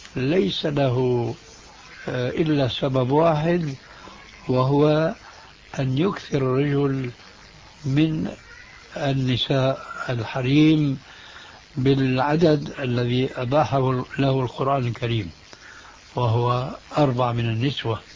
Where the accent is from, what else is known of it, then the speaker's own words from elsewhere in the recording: Syria; ولذلك لما انسحب الفرنسيون من بلادكم الجزائر أو من بلادنا سوريا